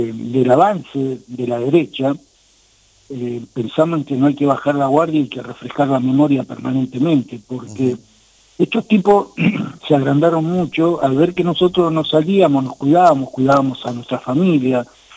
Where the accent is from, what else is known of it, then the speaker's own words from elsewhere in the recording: Villa Jardín, Buenos Aires, Argentina; yo no, yo vengo importado de Villa Jardín, sí, pero vecino.